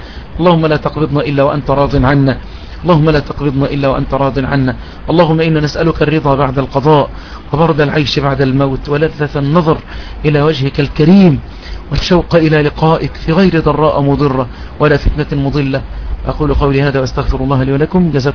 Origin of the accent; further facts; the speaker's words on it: Egypt; وأن يحفظ بلدنا مصر وسائر بلاد